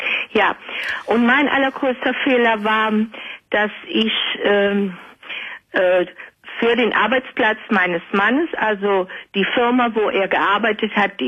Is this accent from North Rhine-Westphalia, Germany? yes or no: yes; North Rhine-Westphalia, Germany; Und wir sind aus dem Rheinland, sind wir denn zum Wendland gezogen.